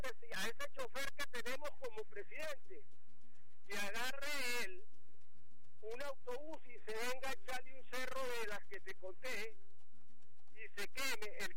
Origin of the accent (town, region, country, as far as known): Venezuela